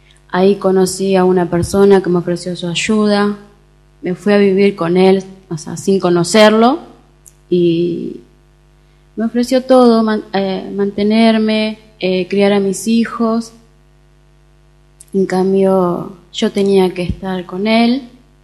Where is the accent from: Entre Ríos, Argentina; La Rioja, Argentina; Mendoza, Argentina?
Entre Ríos, Argentina; moved away; poco contacto con mi familia, porque como me vine de Entre Ríos, estaba aislada de todo.